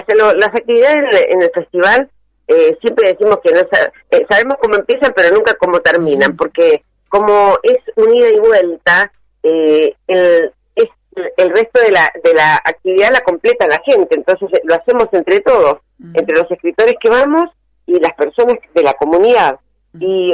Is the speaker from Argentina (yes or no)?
yes; Mendoza, Argentina; yo especialmente como mendocina, porque bueno, haber ido a estudiar cuando era chica, cuando era adolescente, a leer ahí en la biblioteca